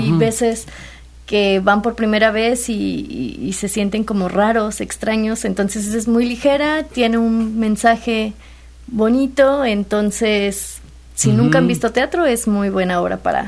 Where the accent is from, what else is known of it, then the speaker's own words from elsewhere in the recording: Orizaba, Veracruz, Mexico; born there; Yo soy nacida en Orizaba, ajá, pero viví muchos años en el puerto y ya me siento más jalapeña, ya tengo más de 10 años viviendo por aquí también.